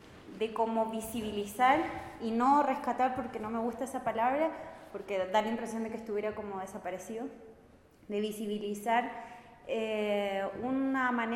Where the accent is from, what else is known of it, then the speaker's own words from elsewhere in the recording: Santiago, Santiago Metropolitan Region, Chile; yo vengo de Santiago, que es una ciudad que es el patio chico